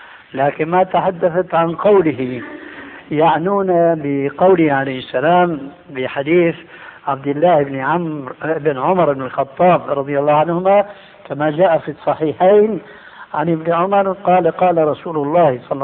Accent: Syria; عندنا في الشام يسمى المقدمة بالتذكير، ويقلب الذال إلى دال بيقولوا التذكير

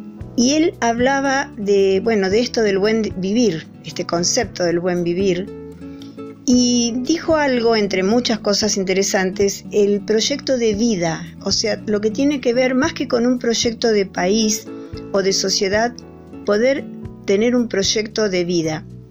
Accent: Mercedes, Buenos Aires Province, Argentina; also born or lived in Bariloche; now in Capilla del Monte, Argentina; vivo en Capilla del Monte. Aunque nací, me crié, viví en Mercedes, provincia de Buenos Aires, y muchos años en Bariloche.

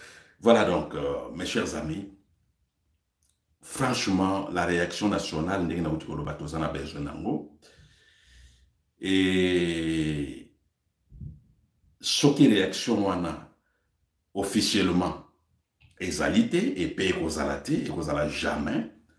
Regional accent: DR Congo; Je suis congolais.

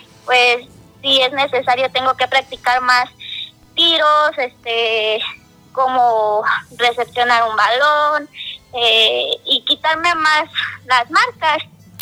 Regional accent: Irapuato, Guanajuato, Mexico; born there; Bueno, yo nací en Irapuato, Guanajuato.

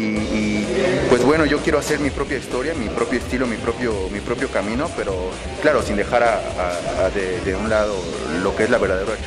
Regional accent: Mexico City, Mexico; yo soy del DF, pero bueno, ¿qué te digo? También traigo sangre tapatía, ¿no?

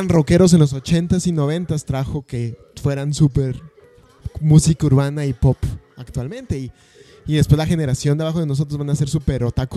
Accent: Ecatepec, State of Mexico, Mexico; born there; Nací en el Estado de México.

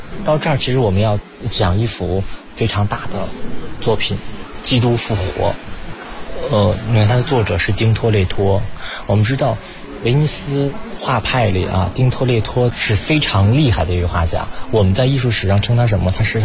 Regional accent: China

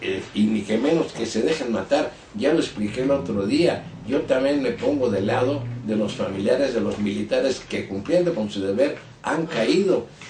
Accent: Mexico; porque yo no soy rojo, soy mexicano, soy nacionalista

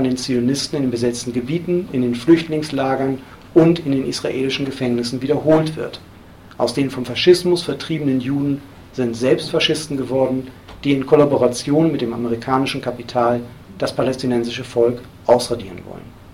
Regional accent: Hamburg, Germany; hat in Hamburg, wo ich herkomme, damals auch maßgeblich die ersten Diskussionen über dieses Thema angestoßen

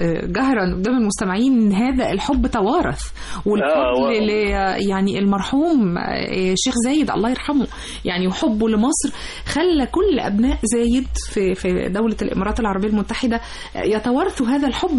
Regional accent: Egypt; بالمعنى المحدد عندنا في مصر أحفاد

